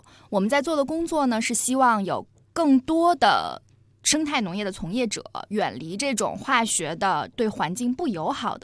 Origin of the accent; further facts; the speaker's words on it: Tianjin, China; now in Beijing, China; 我是天津人。